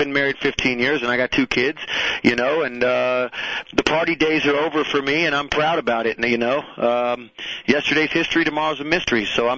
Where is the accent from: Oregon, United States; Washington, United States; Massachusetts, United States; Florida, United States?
Florida, United States; Miami; now in Wellington, United States; Listen, man, I grew up right there in Miami, and wrote a song about it